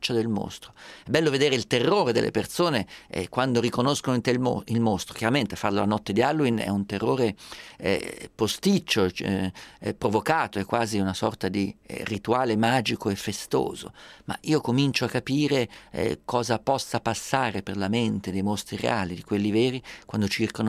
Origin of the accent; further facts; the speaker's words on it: Perugia, Umbria, Italy; io sono perugino